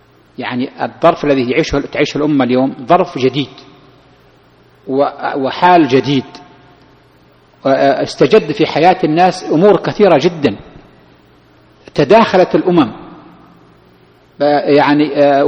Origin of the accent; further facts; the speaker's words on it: Saudi Arabia; بعض الأشخاص يظن كيف يكون عندنا في السعودية، كيف من هي السعودية؟